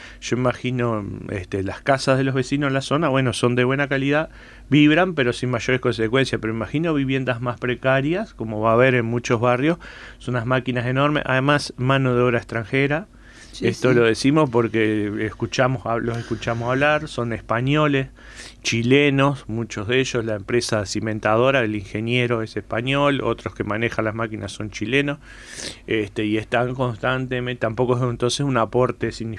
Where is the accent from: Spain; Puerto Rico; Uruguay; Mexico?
Uruguay; Las Piedras, Canelones; Vengo de Las Piedras, pero de la zona donde es territorio ocupado por UPM, por el ferrocarril para UPM.